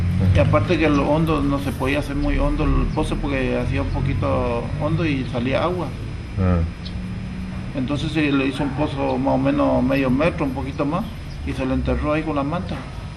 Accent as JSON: {"language": "Spanish", "town": "San Miguel", "region": "Corrientes", "country": "Argentina", "said": "De San Miguel también."}